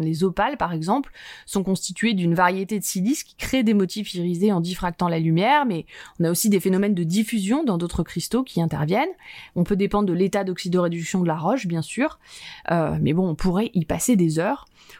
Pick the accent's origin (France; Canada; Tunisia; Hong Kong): France; Chamonix, Auvergne-Rhône-Alpes; des roses comme par chez moi, à Chamonix par exemple